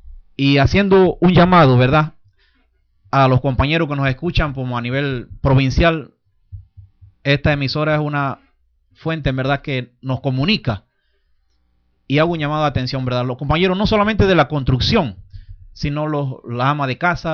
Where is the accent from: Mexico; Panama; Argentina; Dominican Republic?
Panama; es un derecho que tenemos nosotros como panameños, como ciudadanos, de pelear.